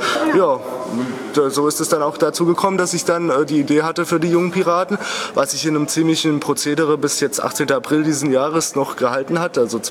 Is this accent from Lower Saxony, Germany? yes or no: no; Wiesbaden, Hesse, Germany